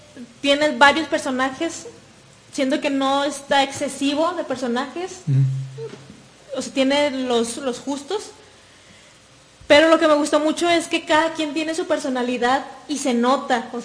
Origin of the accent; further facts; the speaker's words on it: Monterrey, Nuevo León, Mexico; now in Guadalajara, Mexico; Yo vengo de Monterrey y tengo poco viviendo aquí en Guadalajara.